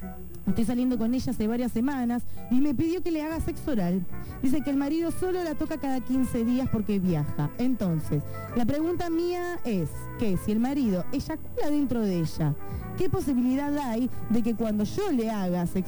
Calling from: Morón, Buenos Aires Province, Argentina

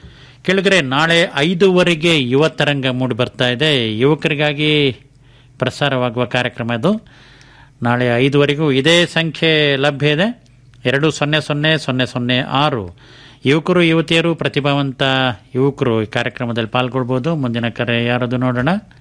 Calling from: Somwarpet, Karnataka, India; ತಳತಾರೆ Shettahalli

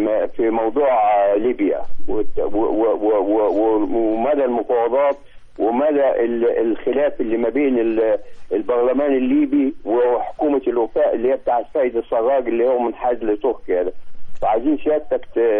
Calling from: Mallawi, Minya Governorate, Egypt; ملاوي المنيا

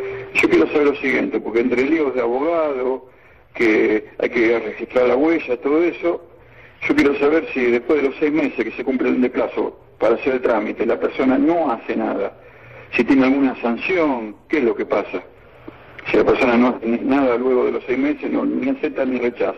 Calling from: Buenos Aires, Argentina; de Flores.

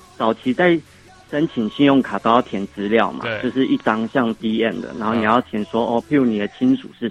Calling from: Australia; 喂，你好，我是澳洲的

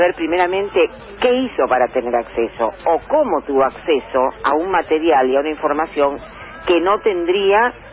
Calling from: Buenos Aires, Argentina; de Villa Pueyrredón.

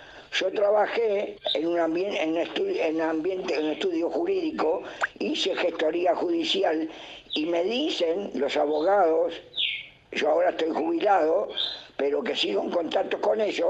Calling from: Montevideo, Uruguay; del Buceo.

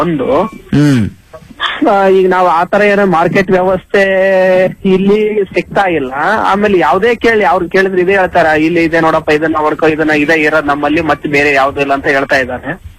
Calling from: Nagesanahalli, Karnataka, India; ಕೊಪ್ಪಳ ಜಿಲ್ಲೆ ಕೊಪ್ಪಳ ತಾಲೂಕು.

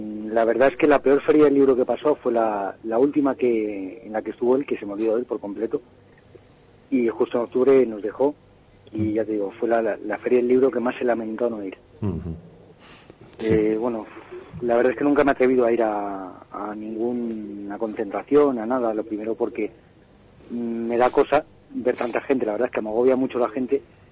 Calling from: Madrid, Community of Madrid, Spain; De Madrid.

